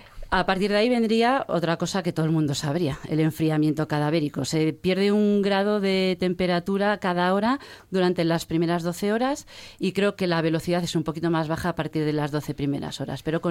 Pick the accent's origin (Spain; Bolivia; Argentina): Spain; Galicia; Soy gallega, yo no lo puedo evitar.